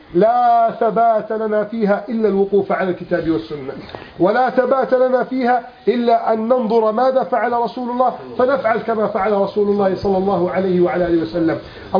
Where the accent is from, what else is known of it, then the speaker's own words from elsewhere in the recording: Egypt; اللهم احفظ بلدنا مصر من كيد الكائدين